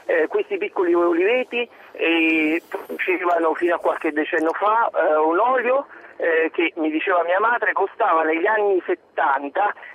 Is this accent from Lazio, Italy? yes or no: yes; Lazio, Italy; per quanto riguarda il mio paesino in provincia di Frosinone